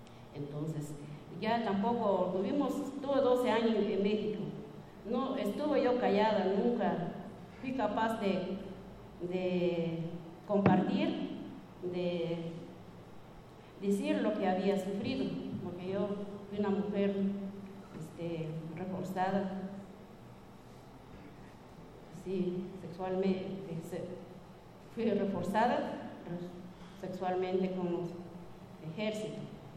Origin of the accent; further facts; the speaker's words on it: Guatemala; Yo soy una mujer sobreviviente de Guatemala. Yo soy guatemalteca.